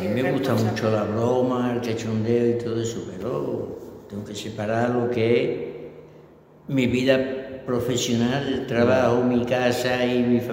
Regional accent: Seville, Andalusia, Spain; Y tanto que sí, soy de la Macarena.

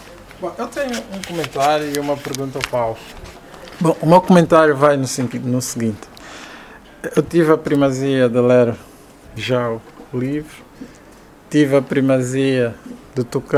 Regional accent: Golungo Alto, Cuanza Norte, Angola; eu venho da região do Kwanza Norte, do interior do Golungo Alto, e sou, digamos, da terceira geração da minha família.

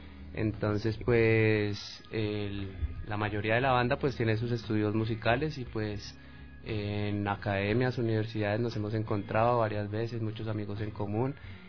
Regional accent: Bogotá, Colombia; nosotros somos de Bogotá, Colombia, y en Bogotá está dividido toda la ciudad por zonas, por localidades.

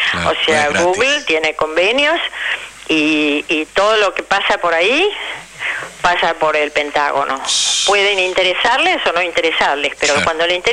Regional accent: Argentina; De verdad me avergüenza como argentina

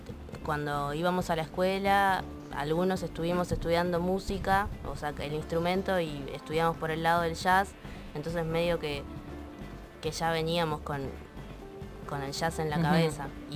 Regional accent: Mar del Plata, Buenos Aires Province, Argentina; Somos de Mar del Plata, todos, menos Barrey, que es de Avellaneda.

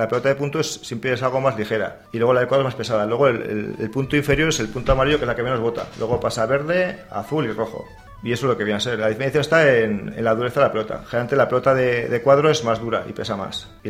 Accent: Navarre, Spain; generalmente los que siempre somos ganas somos los navarros.

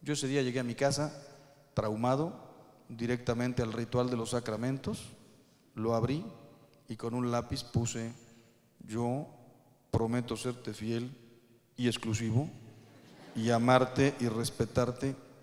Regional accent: Mexico; No quiero hablar mal de mi país, soy mexicano

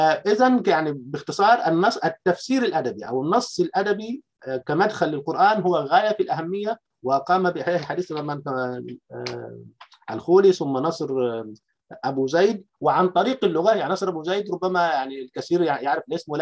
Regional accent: Upper Egypt, Egypt; أنا كريفي صعيدي عاصرت فكرة العرجون

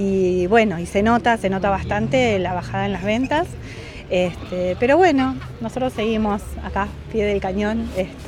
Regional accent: Mar del Plata, Buenos Aires Province, Argentina; Bueno, vinimos en familia esta vez, somos de Mar del Plata.

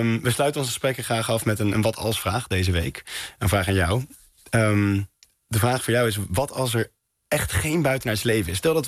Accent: Netherlands; Ja, dus wij zijn nogal nuchter als Nederlanders.

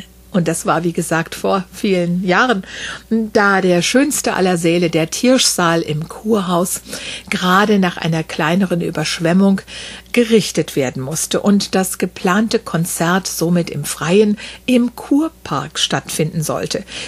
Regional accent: Wiesbaden, Hesse, Germany; in meiner Heimatstadt Wiesbaden

